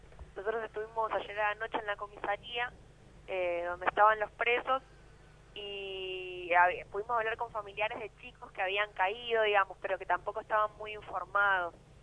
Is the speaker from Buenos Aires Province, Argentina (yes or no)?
yes; Merlo, Buenos Aires Province, Argentina; Sí, nosotros somos de Padua, de Merlo